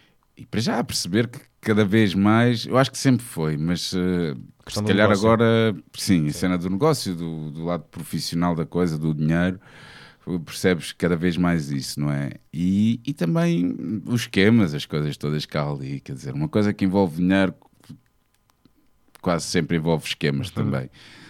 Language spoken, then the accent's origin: Portuguese; Almada, Setúbal, Portugal; now in Lisbon, Portugal; Eu crescendo em Almada e mesmo estando aqui em Lisboa, um gajo safa-se muito bem de transportes públicos.